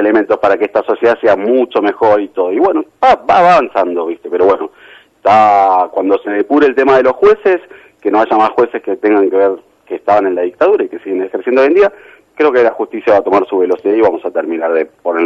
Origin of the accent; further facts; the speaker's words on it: Argentina; Yo creo que somos una Argentina, es muy piola en montones de cosas